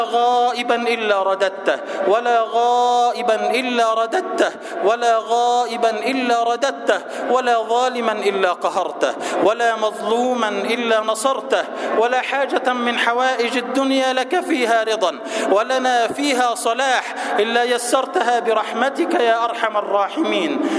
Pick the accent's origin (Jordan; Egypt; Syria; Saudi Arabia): Egypt; اللهم اجعل بلدنا مصر سلما سلاما، أمنا أمانا، سخاء رخاء